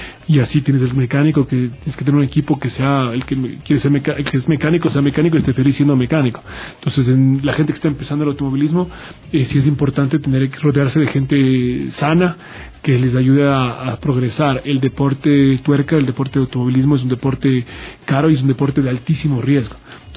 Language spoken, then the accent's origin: Spanish; Ecuador; que sepa un poco tu idiosincrasia como ecuatoriano, que le digas, oye, que ganas de un cevichito, ¿no?